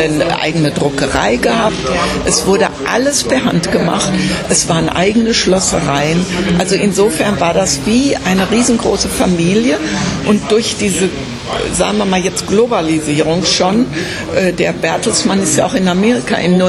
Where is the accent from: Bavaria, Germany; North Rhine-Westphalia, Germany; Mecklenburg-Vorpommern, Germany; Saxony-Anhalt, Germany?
North Rhine-Westphalia, Germany; und ich bin Westfälin